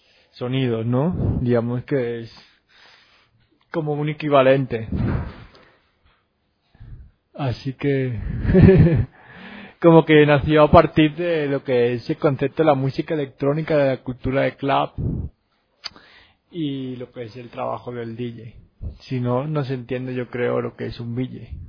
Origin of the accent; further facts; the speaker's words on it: Barcelona, Catalonia, Spain; yo como VJ barcelonés, digamos que representa un estilo que está bastante extendido ahí en Barcelona